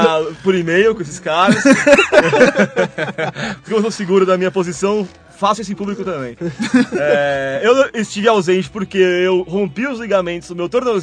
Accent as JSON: {"language": "Portuguese", "town": "Varjota", "region": "Ceará", "country": "Brazil", "said": "Sou da cidade de Varjota."}